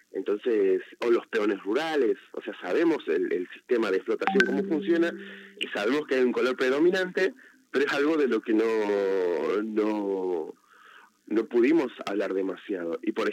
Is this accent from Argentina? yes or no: yes; Salta, Argentina; yo soy de Salta, en particularmente.